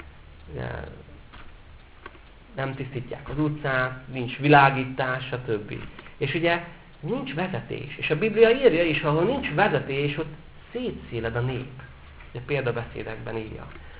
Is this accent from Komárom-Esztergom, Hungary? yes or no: yes; Esztergom, Komárom-Esztergom, Hungary; Én például esztergomi vagyok.